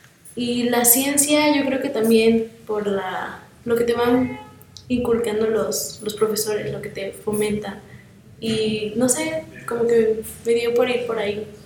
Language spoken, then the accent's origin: Spanish; Cocoyotla, Morelos, Mexico; soy de Coatlán del Río, pero soy de un pueblito de Coatlán, se llama Cocoyotla.